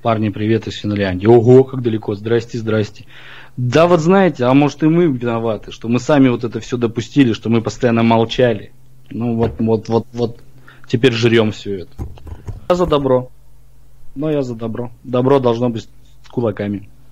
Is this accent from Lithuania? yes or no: no; Kazakhstan; moved away as an adult; also born or lived in Ukraine; now in Krasnodar, Russia; я родился в Казахстане, да, там, считай, 23 года прожил там. Потом я жил и в Украине жил, у меня бабушка с Украины. Вот. И потом переехал в Краснодар